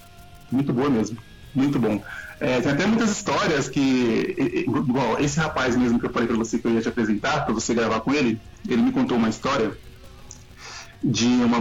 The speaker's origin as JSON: {"language": "Portuguese", "region": "São Paulo", "country": "Brazil", "tie": "born or raised there", "said": "Eu cresci no Jardim Peri, é uma favela aqui de São Paulo."}